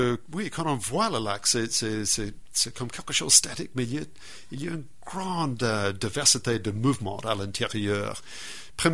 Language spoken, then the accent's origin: French; New Zealand; French is a second language; Moi, je viens de la Nouvelle-Zélande et c'est là que, surtout l'île du Nord, il y a dans les cratères des volcans